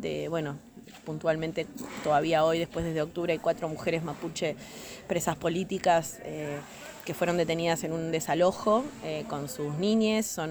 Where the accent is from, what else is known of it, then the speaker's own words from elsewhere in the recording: Bariloche, Río Negro, Argentina; Vengo de la Patagonia, de la ciudad de Bariloche.